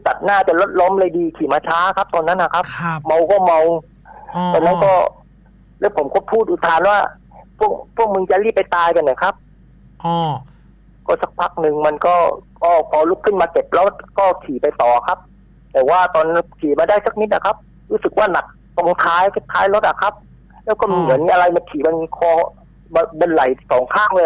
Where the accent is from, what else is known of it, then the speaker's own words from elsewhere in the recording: Phuket, Thailand; ผมเป็นคนภูเก็ต